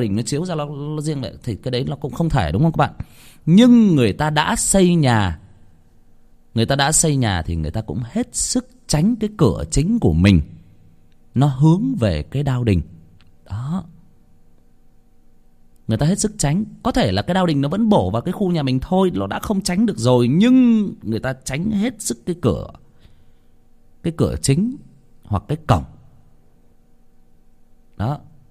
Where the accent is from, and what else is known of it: Hưng Yên, Vietnam; born or raised there